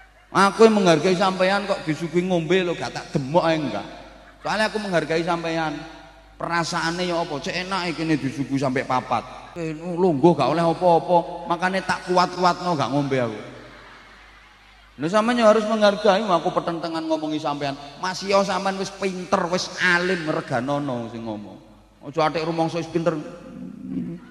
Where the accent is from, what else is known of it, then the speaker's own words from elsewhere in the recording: Bojonegoro, East Java, Indonesia; Ini versi daerah saya Bojonegoro.